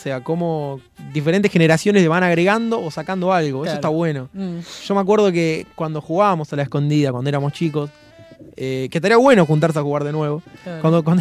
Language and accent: Spanish; Bernal, Buenos Aires Province, Argentina; yo recuerdo siempre cuando de chico, en Bernal me acuerdo más precisamente, jugábamos a la escondida hasta que se hacía de noche